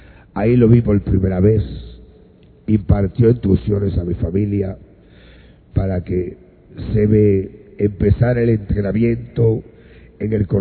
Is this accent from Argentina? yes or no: no; Añasco, Puerto Rico; en el barrio Ovejas de Añasco, de donde yo soy natural, donde nació mi madre, a las orillas del río Grande de Añasco, frente al monte de los ríos.